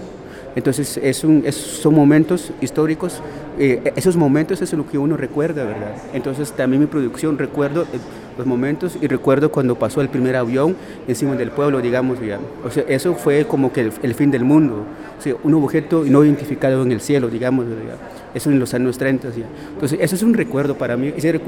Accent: Guatemala; soy de Guatemala y vengo a representar una mi obra aquí en Medellín.

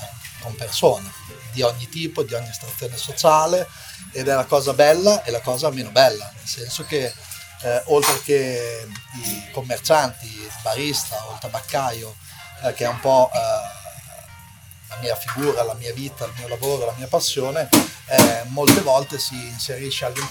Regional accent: Imola, Emilia-Romagna, Italy; born there; now in Bologna, Italy; sono commerciante, sono nato a Imola. Ho 40 anni e vivo qua a Bologna da oltre 20, da quando ho 18 anni, che sono appunto trasferito da un paesello qui dell'Appennino in città.

